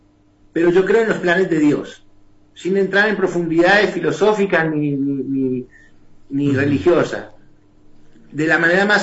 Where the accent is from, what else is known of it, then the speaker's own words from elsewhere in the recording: Las Catitas, Mendoza, Argentina; los recuerdos míos en mi niñez en las Catitas. Ajá. ¿No es cierto? Mi niñez en el campo.